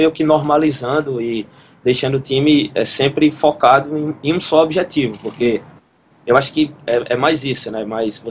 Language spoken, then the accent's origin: Portuguese; Campina Grande, Paraíba, Brazil; em Campina Grande, minha cidade natal